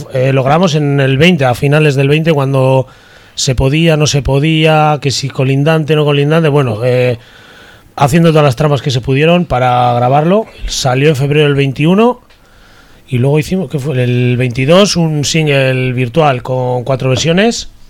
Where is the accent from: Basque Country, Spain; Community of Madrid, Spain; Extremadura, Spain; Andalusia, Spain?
Basque Country, Spain; Sodupe; y yo soy de Sodupe